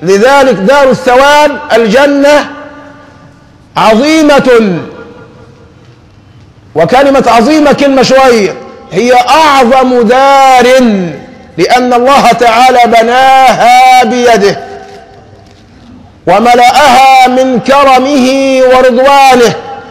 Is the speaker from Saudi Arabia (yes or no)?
no; Egypt; ما احنا عندنا في مصر حرسها الله عارفين الفواكه ايه